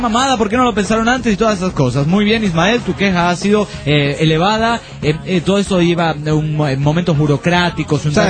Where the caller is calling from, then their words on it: Puno, Peru; de Puno, Perú.